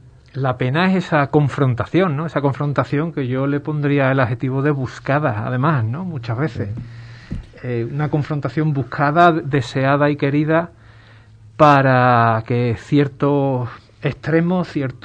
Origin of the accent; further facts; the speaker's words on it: Ubrique, Andalusia, Spain; como ha ocurrido aquí en mi pueblo, en Ubrique